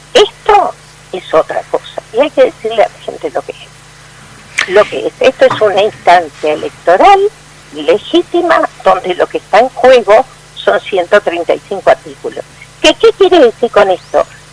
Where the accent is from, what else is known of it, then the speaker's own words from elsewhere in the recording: Uruguay; en realidad somos todos ciudadanos uruguayos, vamos a seguir siendo ciudadanos uruguayos